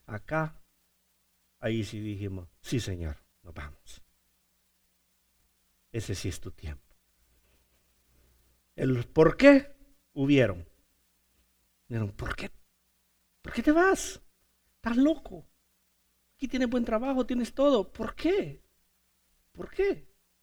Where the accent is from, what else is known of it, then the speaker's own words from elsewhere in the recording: Honduras; ¿Y tú eres mexicano? No soy mexicano, soy hondureño. ¿Pero hablas mexicano? No, no, yo no hablo mexicano, yo hablo español.